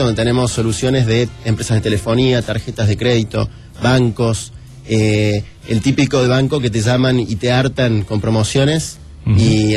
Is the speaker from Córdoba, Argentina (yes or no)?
yes; Córdoba, Argentina; Yo soy de Córdoba.